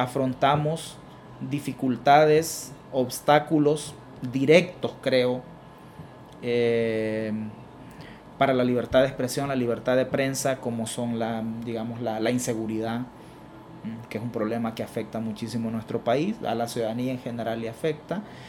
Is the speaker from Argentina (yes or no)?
no; El Salvador; y como sociedad salvadoreña tenemos que hacer un esfuerzo sostenido